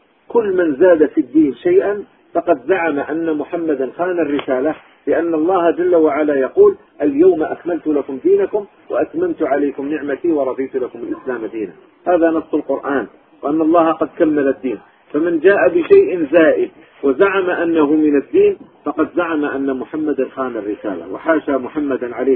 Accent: Algiers, Algiers Province, Algeria; كان عندنا في الجزائر العاصمة

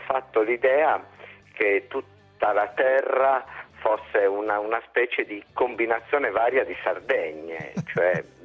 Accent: Nuoro, Sardinia, Italy; born there; Io sono nato a Nuoro, sì.

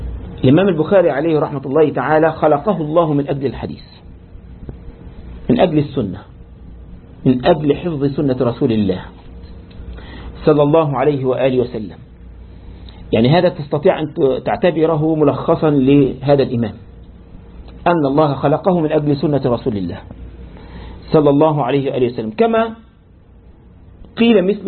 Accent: Egypt; يعني عندنا في مصر لما واحد مثلا يغلط

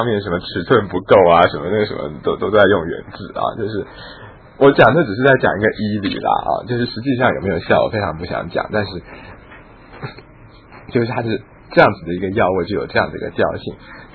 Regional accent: China; 可是我觉得我们中国人的那个本草啊，真的是可以滥用误用

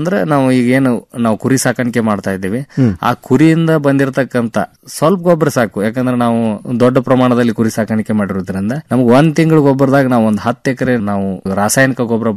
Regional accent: Morab, Karnataka, India; ನಾವು ಮೂಲತಃ ಧಾರವಾಡ ಜಿಲ್ಲಾ ನವಲಗುಂದ ತಾಲೂಕು ಮೊರಬು ಗ್ರಾಮದ

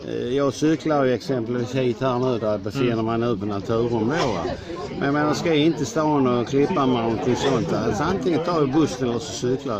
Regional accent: Malmö, Skåne, Sweden; born there; jag är född i Malmö, va? Även om jag har bott här nu ett antal år.

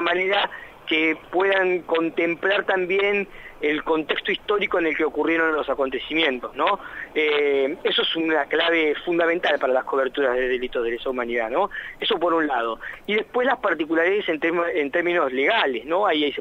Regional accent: Mar del Plata, Buenos Aires Province, Argentina; Yo soy del interior, soy de Mar del Plata.

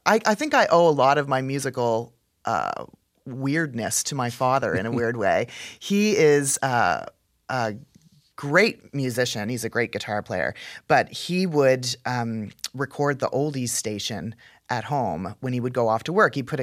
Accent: Canada; also born or lived in Texas, United States; But then when I moved from Texas, where I was studying, moved home to Canada.

